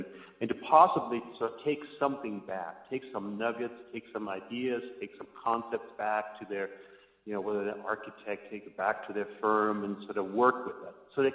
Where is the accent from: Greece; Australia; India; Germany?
Germany; English is a second language; moved away as an adult; now in Helena, United States; And I lived here in Montana for about 25 years. I'm originally from Germany. And lived there for about 20-25 years.